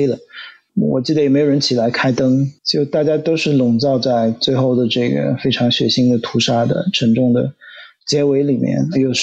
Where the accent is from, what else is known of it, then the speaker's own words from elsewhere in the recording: Shanghai, China; 即便是我来自于上海非常怎么讲 privilege 非常有特权的这个城市，